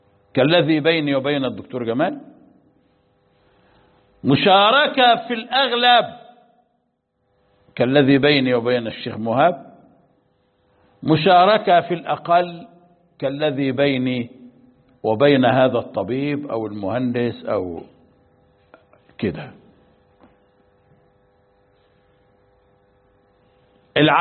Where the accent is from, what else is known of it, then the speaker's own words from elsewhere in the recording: Egypt; أنا مصري وهو مصري